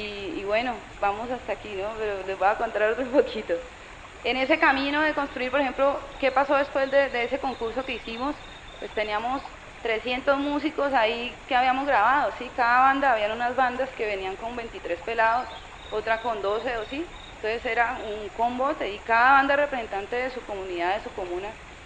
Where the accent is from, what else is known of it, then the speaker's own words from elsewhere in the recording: Cali, Valle del Cauca, Colombia; soy de Cali.